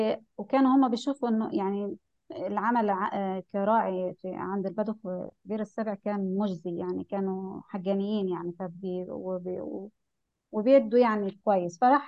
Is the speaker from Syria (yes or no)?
no; Egypt; وده حصل في فترات كتيرة سياسية حتى عندنا في مصر